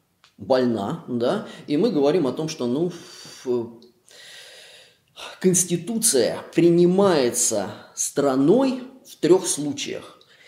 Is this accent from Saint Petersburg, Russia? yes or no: yes; Saint Petersburg, Russia; потому что я из Петербурга